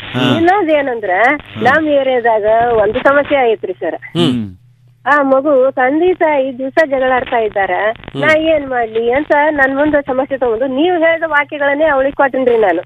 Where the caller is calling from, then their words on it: Musaligi, Karnataka, India; Vijayapura district ಮುಸಾಳಿಗೆ ಗ್ರಾಮದಿಂದ ಮಾತಾಡ್ತಾ ಇದ್ದೀನಿ ಸರ್.